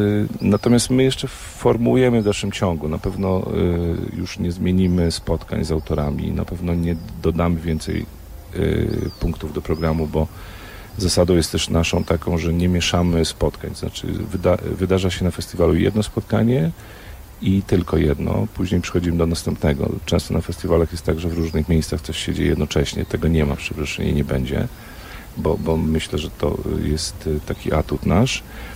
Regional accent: Szczebrzeszyn, Lublin Voivodeship, Poland; jestem stąd, urodziłem się w Szczebrzeszynie i obserwuję, kto przyjeżdża na Roztocze.

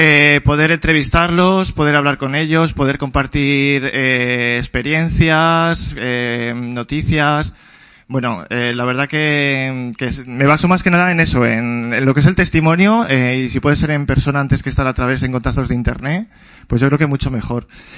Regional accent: Morales de Toro, Castile and León, Spain; ahí en mi pueblo, en Morales de Toro.

